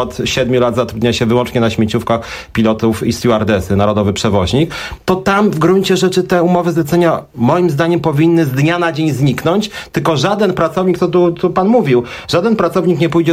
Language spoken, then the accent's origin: Polish; Warsaw, Masovian Voivodeship, Poland; jestem z Warszawy